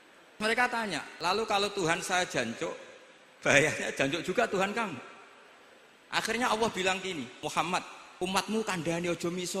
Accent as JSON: {"language": "Indonesian", "region": "Java north coast", "country": "Indonesia", "said": "karena kalau guyon-guyonan itu menang saya ini orang Pantura"}